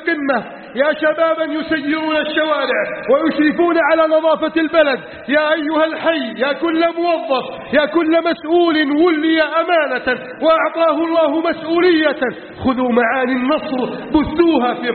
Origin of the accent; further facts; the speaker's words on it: Egypt; اللهم احفظ بلدنا مصر من كيد الكائدين وحقد الحاقدين وتسلط المجرمين